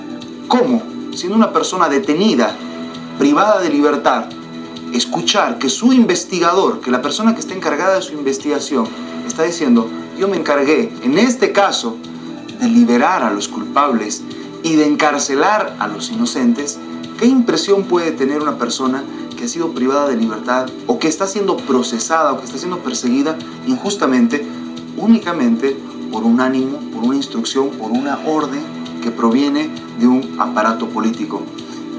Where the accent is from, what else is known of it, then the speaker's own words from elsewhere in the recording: Bolivia; Necesitamos, como bolivianos, saber la verdad de estos hechos.